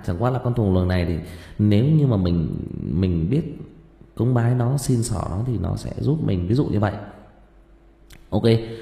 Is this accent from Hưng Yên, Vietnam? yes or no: yes; Thuy Trang, Hưng Yên, Vietnam; Thì ở quê tôi á, ở quê ngoại tôi là thôn Thụy Trang ở Hưng Yên á.